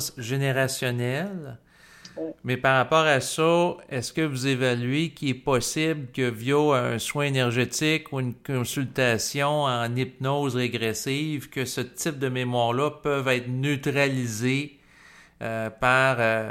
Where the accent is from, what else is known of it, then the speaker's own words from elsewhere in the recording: Quebec, Canada; ici, le sexe était mal vu au Québec. Mes parents étaient très religieux.